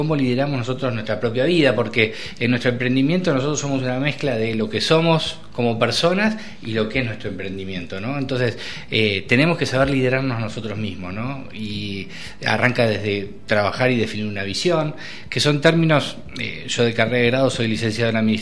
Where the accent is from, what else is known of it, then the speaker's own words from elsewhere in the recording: Argentina; por idiosincrasia no somos personas, el argentino no es mucho de planificar